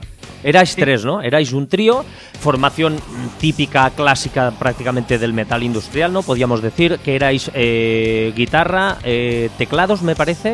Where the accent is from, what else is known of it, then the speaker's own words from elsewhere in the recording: Ontinyent, Valencian Community, Spain; yo soy de Ontinyent, que estaré unos 40 o 50 kilómetros más o menos de donde vives tú.